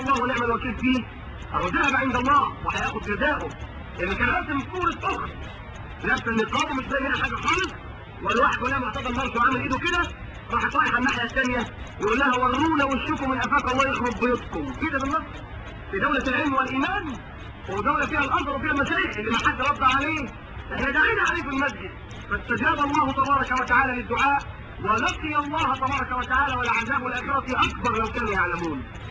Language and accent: Arabic; Egypt; انما احنا مصريين